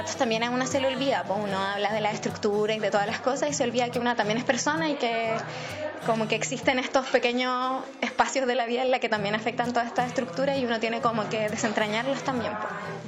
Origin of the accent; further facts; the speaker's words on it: Santiago, Santiago Metropolitan Region, Chile; Vengo de Santiago